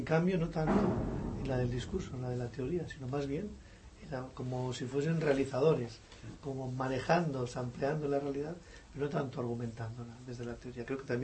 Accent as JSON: {"language": "Spanish", "region": "Catalonia", "country": "Spain", "said": "Es bonito, porque además somos en catalanes, somos, ¿no?"}